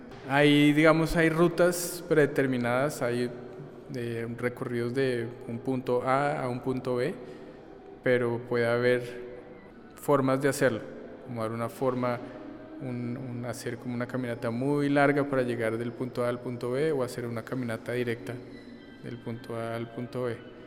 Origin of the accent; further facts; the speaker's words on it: Bogotá, Colombia; soy artista de Bogotá.